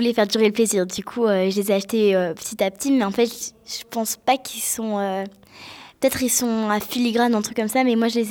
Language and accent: French; England, United Kingdom; Ma mère est anglaise et moi aussi je suis anglaise.